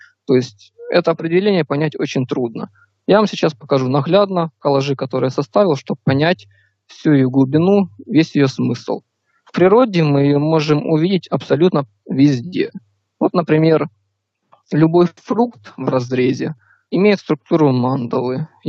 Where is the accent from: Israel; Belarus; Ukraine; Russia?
Ukraine; Я с Украины, мне сейчас 19 лет.